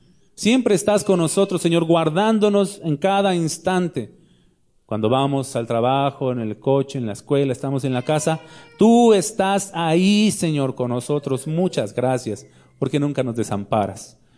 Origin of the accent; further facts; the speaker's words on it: Mexico City, Mexico; now in León, Mexico; Bueno, estamos en León, pero yo soy chilango, ustedes lo saben.